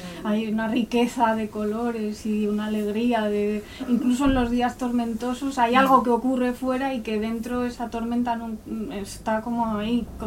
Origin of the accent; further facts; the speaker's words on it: Madrid, Community of Madrid, Spain; Yo yo soy de Madrid, pero mis abuelos son de Guadalajara.